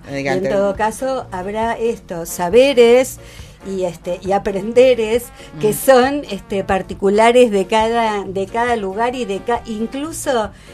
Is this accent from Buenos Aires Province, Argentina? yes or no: no; Entre Ríos, Argentina; entrerrianos nos comemos las heces, ¿no?